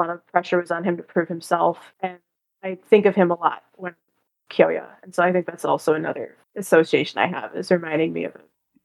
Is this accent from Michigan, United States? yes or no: yes; Detroit, Michigan, United States; And I'm from Detroit.